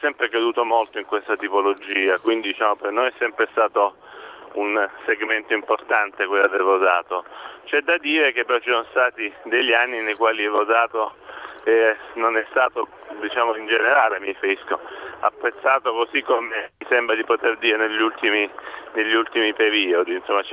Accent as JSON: {"language": "Italian", "region": "Apulia", "country": "Italy", "said": "anche poi come pugliese rappresenta una caratterizzazione importante diciamo del territorio."}